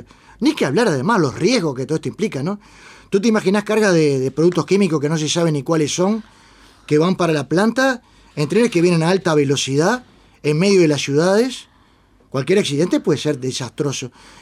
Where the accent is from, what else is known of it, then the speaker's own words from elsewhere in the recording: Uruguay; Me da vergüenza como uruguayo, me da vergüenza como latinoamericano